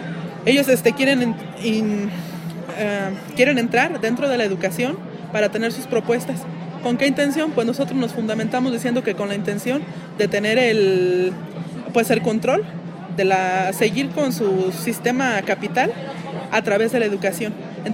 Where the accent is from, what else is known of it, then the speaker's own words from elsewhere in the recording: Michoacán, Mexico; también vengo del estado de Michoacán